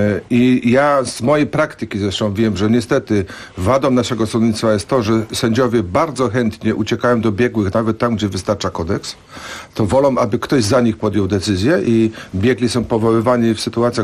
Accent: Silesian Voivodeship, Poland; Ja jestem ze Śląska, to wiem.

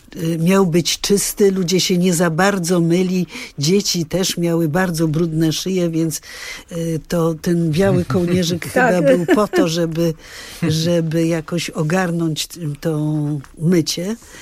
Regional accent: Milanówek, Masovian Voivodeship, Poland; Ja wychowałam się w Milanówku, bo tylko w Milanówku ocalał dom letni, zresztą duży, z wieżą.

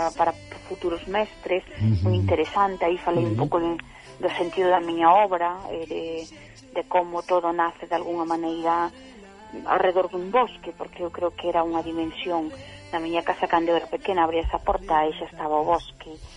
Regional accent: Castroverde, Galicia, Spain; porque eu son de Castro Verde.

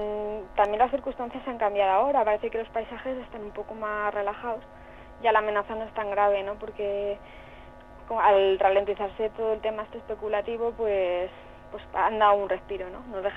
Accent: Alicante, Valencian Community, Spain; now in Asturias, Spain; Sí, bueno, nosotros venimos de una de ellas, nosotros somos de Alicante.

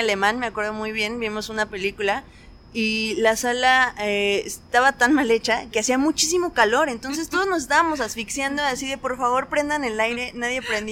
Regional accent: Mexico City, Mexico; Tengo 30. Toda mi vida he vivido aquí en la Ciudad de México.

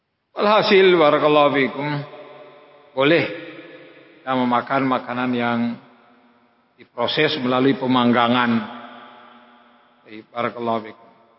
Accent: Indonesia; Kita ini dari Indonesia

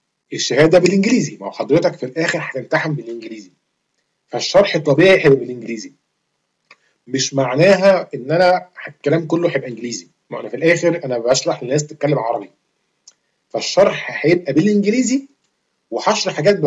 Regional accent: Egypt; now in Switzerland; يا جدعان انا في مصري، تمام؟ وبتربي في مصر وعايش، كنت عايش في مصر، انا حاليا دلوقتي بره مصر بقالي كتير، بس يعني مش مولود في سويسرا يعني

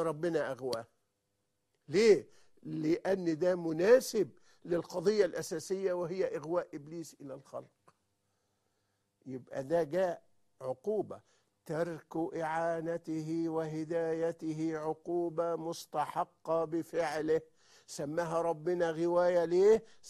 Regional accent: Egypt; ولكن بمثل شائع جدا عارفينه عندنا في مصر

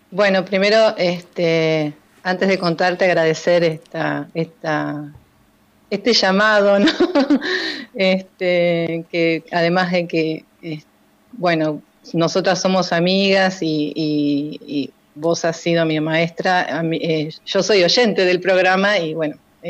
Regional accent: La Plata, Buenos Aires Province, Argentina; y criada en un barrio, ¿no? En un barrio que se llama El Retiro, en las afueras de La Plata.

